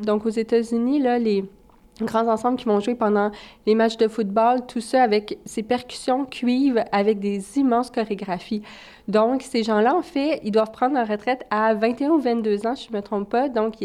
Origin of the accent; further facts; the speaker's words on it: Val-d'Or, Quebec, Canada; Moi, je suis native de Val-d'Or en Abitibi